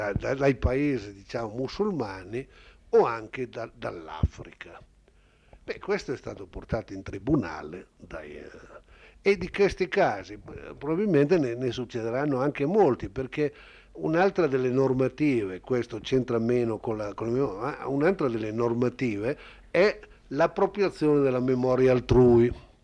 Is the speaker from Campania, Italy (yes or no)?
no; Piedmont, Italy; per me, che vengo dal Piemonte, è un po' scioccante